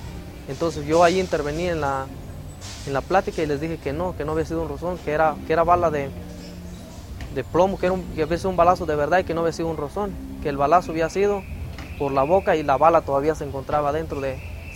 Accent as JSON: {"language": "Spanish", "town": "Tacámbaro", "region": "Michoacán", "country": "Mexico", "said": "Yo soy de Tacámbaro. Tacámbaro queda como 2 horas de Morelia."}